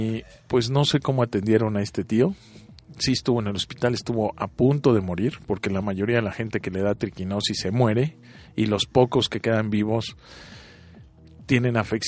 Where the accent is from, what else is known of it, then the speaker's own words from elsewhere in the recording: Mexico; Y nosotros como mexicanos ya estamos curados porque lo respiramos diario.